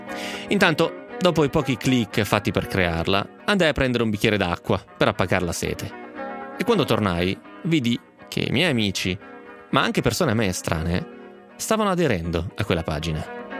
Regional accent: Calusco d'Adda, Lombardy, Italy; ho 24 anni e sono di Calusco d'Adda, in provincia di Bergamo.

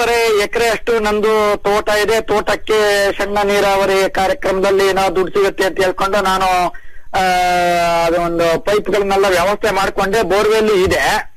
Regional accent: Sagar, Karnataka, India; ಸಾಗರದಲ್ಲಿ ಸರ್ ನಮ್ದು ಕಲ್ಲಲ್ಲ ಗುಬ್ಬಿಗ ಅಂತ ಬರುತ್ತೆ.

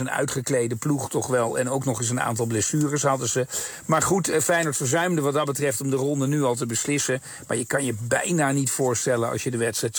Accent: Netherlands; je let natuurlijk als Nederlander toch ook altijd wel een beetje op

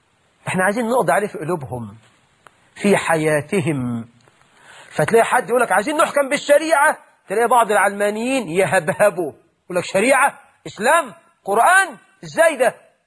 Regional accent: Egypt; اللهم جنب بلدنا مصر كل الفتن ما ظهر منها وما بطن

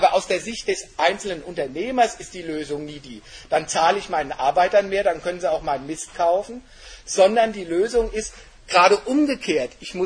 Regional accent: Frankfurt, Hesse, Germany; Also die ganzen Hochhäuser in Frankfurt, wo ich herkomme, hat ja keiner von uns gekauft.

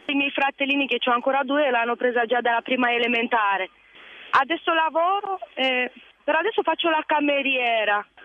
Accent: Craiova, Dolj, Romania; now in Italy; Vengo dalla zona di Craiova, più dal sud della Romania. Siamo qui da 8 anni, ci troviamo bene.

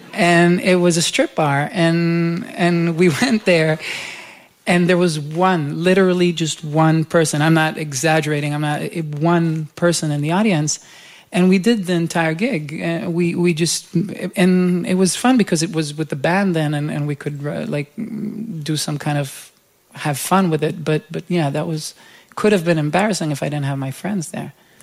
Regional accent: Jerusalem, Jerusalem District, Israel; where I just picked up a guitar and asked, you know, one of these bars in my hometown in Jerusalem if I can play there.

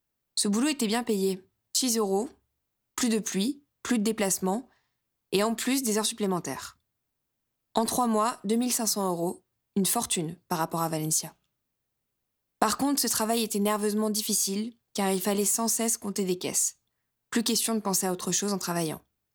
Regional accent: Albertville, Auvergne-Rhône-Alpes, France; Le 1er novembre, départ de ma ville natale, Albertville

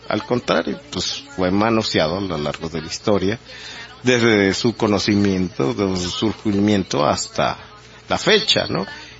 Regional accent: Mexico; nos dejarían sin personalidad jurídica como ciudadanos mexicanos

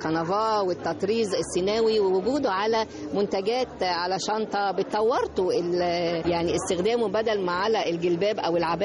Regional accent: Egypt; يعني أنا نفسي كنت أتمنى إن يعني إحنا كمرأة مصرية يكون لينا زي تراثي من خلاله يعني نتعرف بيه

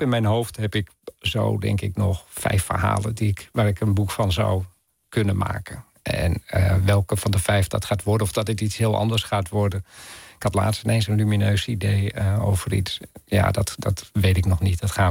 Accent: Groningen, Netherlands; Ik groeide zelf op in Groningen

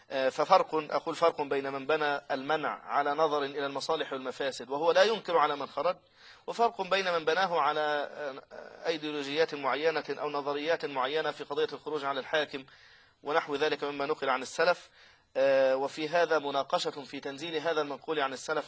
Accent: Egypt; لكن الله عز وجل سلم في في بلدنا مصر

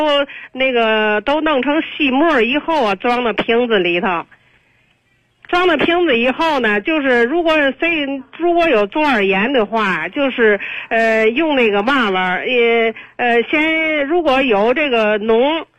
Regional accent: Tianjin, China; 我是天津的听众，

